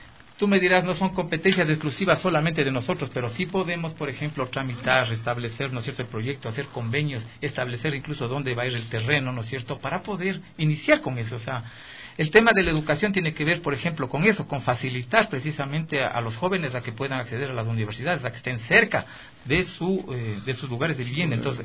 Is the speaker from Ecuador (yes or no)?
yes; Imbabura, Ecuador; now in Quito, Ecuador; De la provincia de Imbabura.